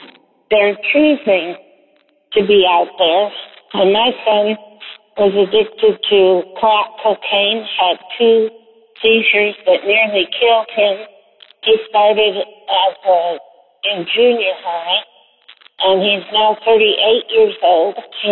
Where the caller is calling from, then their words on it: Newburgh, Indiana, United States; I was bound from Newburgh, Indiana, on Thursday, October the 4th, 2018, at 10:20 in the morning.